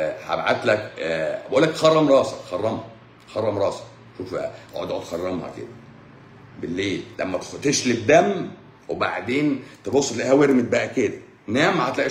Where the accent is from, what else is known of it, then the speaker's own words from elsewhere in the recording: Egypt; طول ما احنا مصريين،